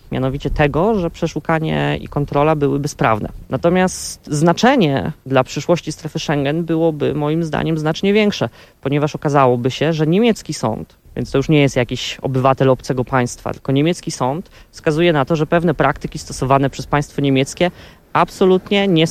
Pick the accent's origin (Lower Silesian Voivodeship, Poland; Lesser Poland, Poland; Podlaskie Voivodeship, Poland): Lower Silesian Voivodeship, Poland; Zgorzelec; now in Görlitz, Germany; Pochodzę ze Zgorzelca, obecnie mieszkam wraz z rodziną w Görlitz.